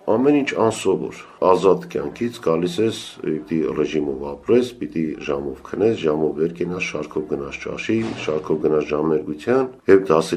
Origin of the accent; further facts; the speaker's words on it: Sevan, Gegharkunik, Armenia; born there; ես ծնունդով Սևանից եմ, եւ գործում էր որպես ընդհանուր թանգարան